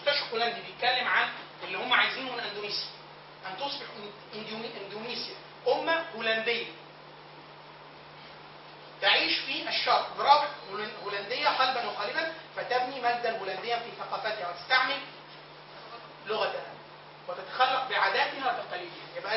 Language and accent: Arabic; Egypt; مش عيب ان الواحد اقول ان انا مصري، واقول ان انا عربي، واقول ان انا مهندس.